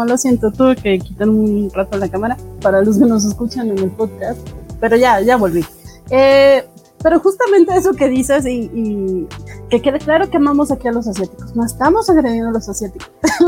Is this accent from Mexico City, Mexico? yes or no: yes; Mexico City, Mexico; accent: chilango; Espero que funcione mi dialecto chilango.